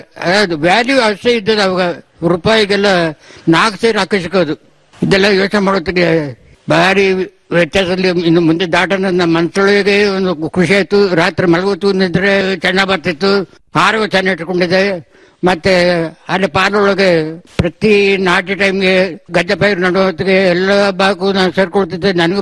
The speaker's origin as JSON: {"language": "Kannada", "region": "Karnataka", "country": "India", "tie": "born or raised there", "said": "ಅದಿಲ್ಲಿ ಹನರ್ನಾಡು ನನ್ನ ಹುಟ್ಟೂರು."}